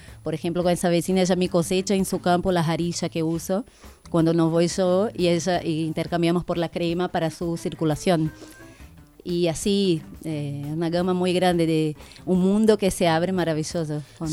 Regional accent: Brazil; moved away; Yo originalmente vengo de Brasil, de un linaje por parte de madre originario de Brasil, de bastante más amazónico.

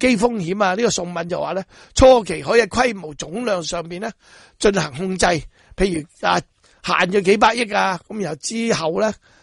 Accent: Hong Kong; 我哋香港人做一件好事得

